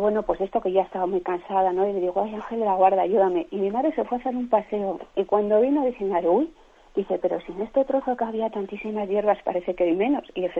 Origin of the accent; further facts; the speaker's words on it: León, Castile and León, Spain; que yo soy de León